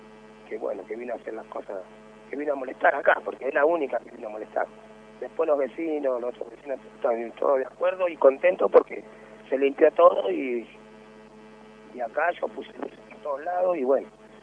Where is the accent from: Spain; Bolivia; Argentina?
Argentina; Moreno, Buenos Aires Province; Yo soy nacido, criado en Moreno.